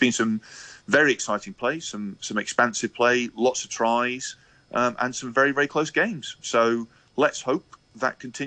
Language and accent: English; Scotland, United Kingdom; Scotland, as a Scottish rugby fan myself, Scottish sporting fan, we get used to the highs and lows.